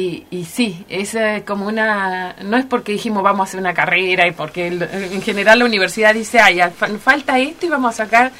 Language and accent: Spanish; Gobernador Costa, Chubut, Argentina; siempre he dicho que soy de Gobernador Costa, porque en realidad nunca me fui de Gobernador Costa.